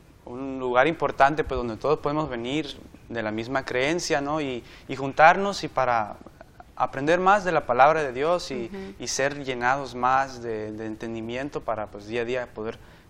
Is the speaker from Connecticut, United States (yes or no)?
no; California, United States; soy de California y estudio medicina